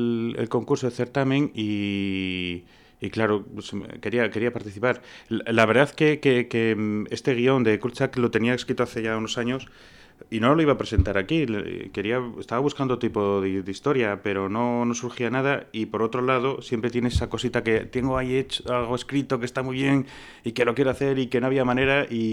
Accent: Tudela, Navarre, Spain; moved away as an adult; soy de Tudela, de toda la vida, ¿eh? Lo que ocurre que, pues eso, hace más o menos 20 años pues me fui a estudiar a Madrid, cine, y ya pues ahí enganché trabajando. Y he estado, pues eso, digamos 20 años no viviendo continuo aquí, sino que iba y venía

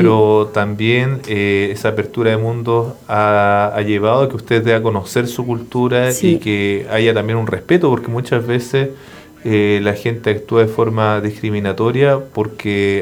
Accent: Chile; una ignorancia también de nosotros como chilenos de no conocer el mapuzungún

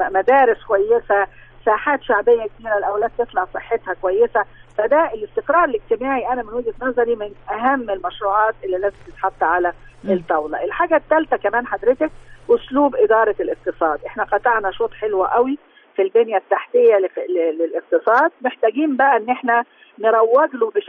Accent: Egypt; المصريين مش واخدين بالهم ان احنا مصريين فراعنة

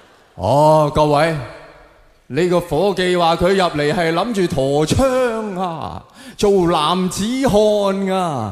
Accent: Hong Kong; 而家我哋香港人见到警察就

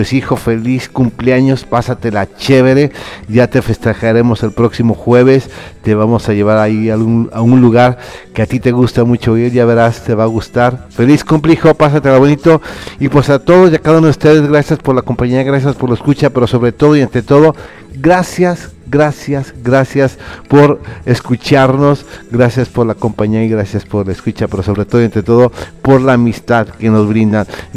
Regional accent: Irapuato, Guanajuato, Mexico; yo también soy de Irapuato, Guanajuato, México, la capital mundial de las fresas para todo el mundo mundial.

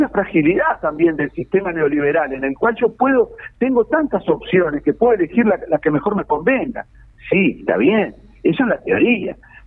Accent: Melo, Cerro Largo, Uruguay; now in Maldonado, Uruguay; Yo, por ejemplo, soy oriundo del Cerro Largo.

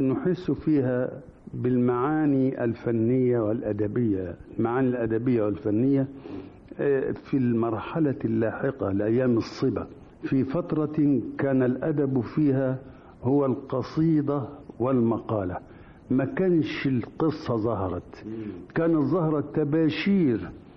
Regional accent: Damietta, Damietta Governorate, Egypt; وأنا ولدت في دمياط ونشأت بها، فدمياط أول أرض مس جلدي ترابها. موقعها غريب، مدينة دمياط، فهي تقع على البحر والنهر والبحيرة، وفي غربها غابة النخيل

